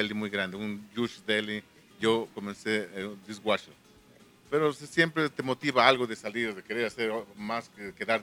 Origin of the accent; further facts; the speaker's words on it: Santa Cruz Quilehtla, Tlaxcala, Mexico; moved away as an adult; now in New York, United States; yo soy tlaxcalteca originario de aquí de Santa Cruz, Quilecla.